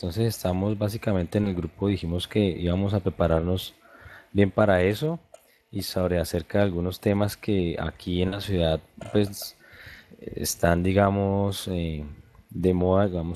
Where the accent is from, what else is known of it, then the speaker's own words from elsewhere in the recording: Líbano, Tolima, Colombia; now in Ibagué, Colombia; yo soy acá pues, de la ciudad de Ibagué, conozco el bueno, soy del Líbano, Tolima, pero vivo acá en Ibagué